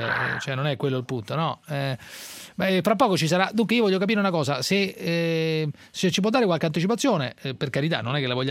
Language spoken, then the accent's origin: Italian; Sicily, Italy; io chiedo da siciliano ovviamente